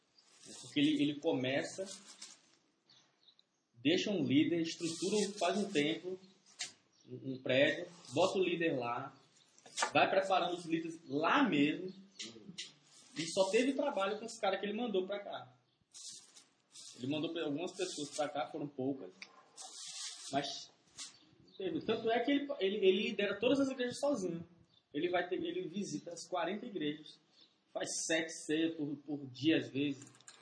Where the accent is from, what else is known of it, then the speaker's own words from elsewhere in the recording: Porto Velho, Rondônia, Brazil; Porto Velho, de Rondônia, do Norte.